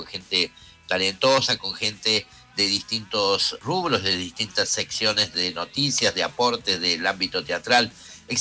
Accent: Córdoba, Argentina; Yo soy de Barrio Müller, más, claro, acá de San Vicente.

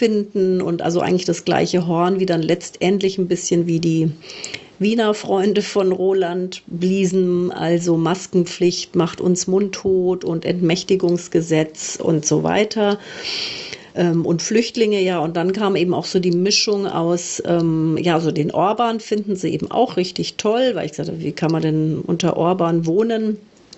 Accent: Munich, Bavaria, Germany; und ich bin aus München

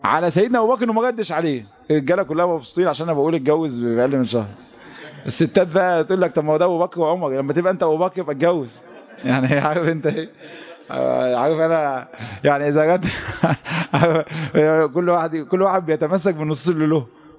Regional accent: Egypt; المشهد ده محتاج نفسيات تختلف عن نفسياتنا كمصريين

